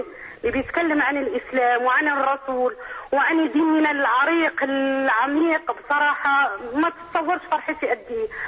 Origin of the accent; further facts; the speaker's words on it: Morocco; أنا مغربية